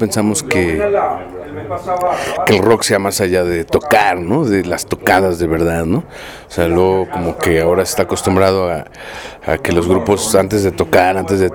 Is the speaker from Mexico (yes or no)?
yes; Mexico; como los mexicanos no hay nadie, no porque seamos muy chidos o menos chidos